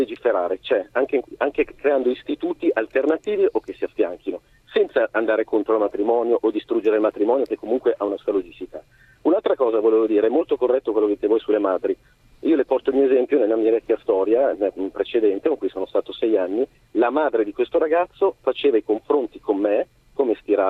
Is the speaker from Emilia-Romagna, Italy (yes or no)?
no; Milan, Lombardy, Italy; io allora abitavo a Milano perché sono di Milano originario